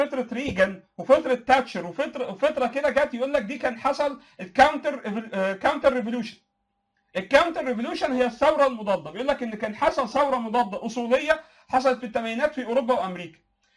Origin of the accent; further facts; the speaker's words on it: Egypt; عندنا في مصر مثلا ما كانش فيه خفوت اجتماعي